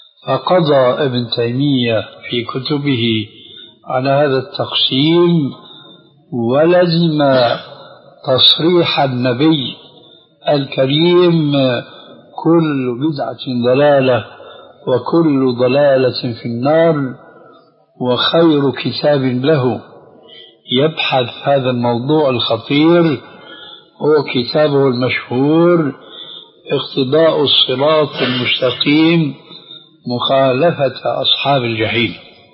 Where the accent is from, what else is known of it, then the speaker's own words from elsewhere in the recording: Syria; وكما يقولون عندنا في الشام كل مين على دينه الله يعينه